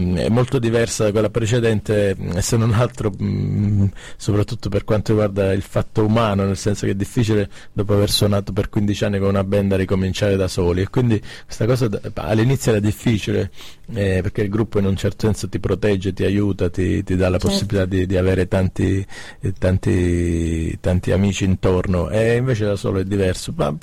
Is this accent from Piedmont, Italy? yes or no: no; Mirto Crosia, Calabria, Italy; sono nato e cresciuto in Calabria, in un paese sulla Ionica 106 che si chiama Mirto Crosia, in provincia di Cosenza.